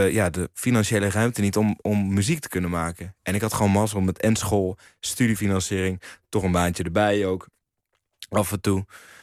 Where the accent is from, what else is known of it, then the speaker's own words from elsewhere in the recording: Huizen, North Holland, Netherlands; also born or lived in Blaricum; Maar dat denken mensen wel altijd als ik zeg dat ik uit Blaricum kom. Dus ik zeg ook altijd dat ik uit Huizen kom. Ik ben wel in Huizen geboren.